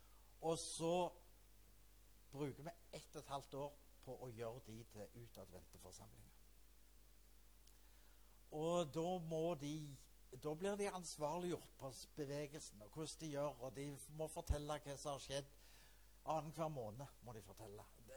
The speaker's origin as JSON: {"language": "Norwegian", "town": "Klepp", "region": "Rogaland", "country": "Norway", "tie": "born or raised there", "also_born_or_lived": "Sandnes", "accent": "Jæren dialect", "lives_now": "Vinterbro, Norway", "said": "Og så må dere tilgi dialekt. Egentlig er jeg Jærbu. Jeg er født og vokst opp på Klepp. Og så flyttet jeg til Sandnes, og så bodde jeg der i en sånn 20 år eller noe sånt. Og nå bor jeg på Vinterbro, som er da 20 minutter"}